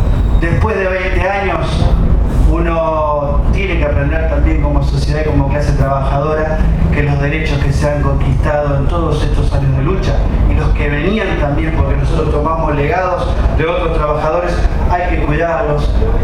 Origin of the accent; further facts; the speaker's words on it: Santa Fe, Argentina; soy sindicato de base de Santa Fe, yo soy de Santa Fe